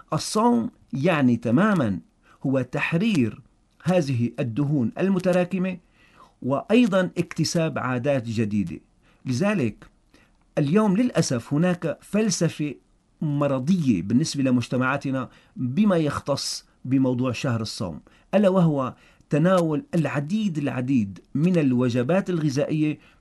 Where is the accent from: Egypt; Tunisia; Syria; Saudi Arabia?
Syria; ونحن بلد ساحلي سواء بطرطوس أو باللاقي أو حتى بالداخل السوري